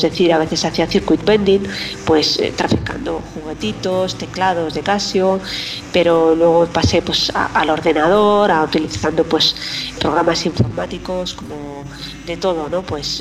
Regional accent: Madrid, Community of Madrid, Spain; born there; also born or lived in Zaragoza; Nací en Madrid, actualmente pues vivo también entre Madrid y Zaragoza

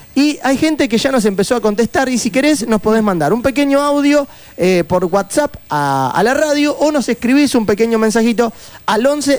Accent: Argentina; nosotros como argentinos, más allá de que te pueda dar bronca o no, tenemos que desear lo mejor para nuestro país

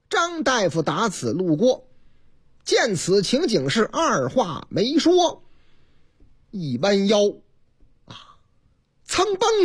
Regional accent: Henan, China; 甭管是什么吧，啊，河南的这个我老家的小吃嘛。

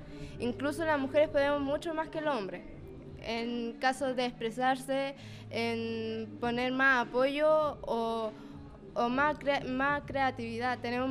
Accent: Chillán, Ñuble, Chile; Yo vengo de Chillán

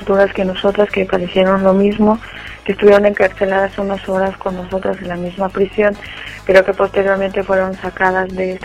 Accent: Mexico; Muchas de las mujeres mexicanas que estamos denunciando desde México también somos testigas

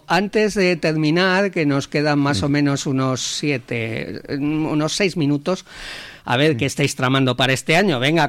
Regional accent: Valladolid, Castile and León, Spain; Y yo soy migrante interno, ¿eh? Yo, mi ciudad natal es Valladolid y ya ves dónde estoy.

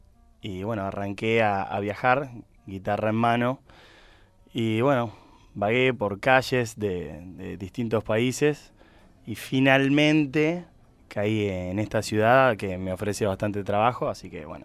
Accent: Spain; Vengo de España. Vivo en una ciudad que se llama Benidorm.

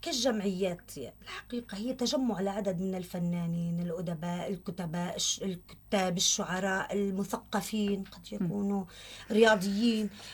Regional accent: Safita, Tartus Governorate, Syria; بصافيتا مدينتي

